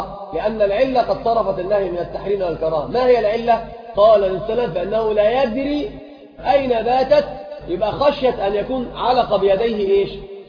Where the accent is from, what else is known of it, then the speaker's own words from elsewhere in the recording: Morocco; يقل عن القلتين بالتفريق عندنا في المغرب